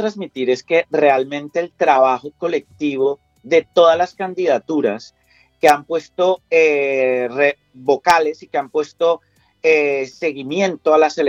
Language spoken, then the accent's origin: Spanish; Colombia; now in Spain; que como colombiano en una ejecutiva un partido valenciano